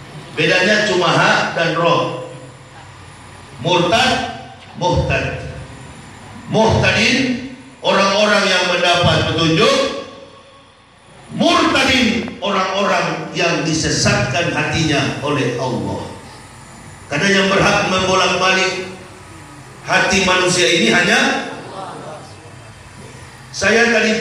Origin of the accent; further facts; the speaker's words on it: Manado, North Sulawesi, Indonesia; born there; Saya dilahirkan di Manado tanggal 30 November 1970. Masuk Islam 11 Oktober tahun 2006 bersama istri dan 3 orang anak.